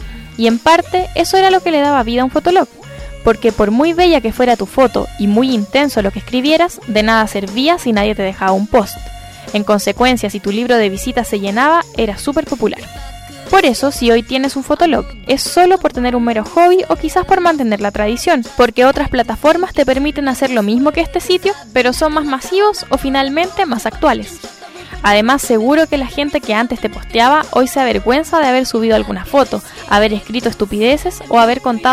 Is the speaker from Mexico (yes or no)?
no; Chile; como los chilenos no nos quedamos atrás, nuestro país se posicionó como la segunda mayoría mundial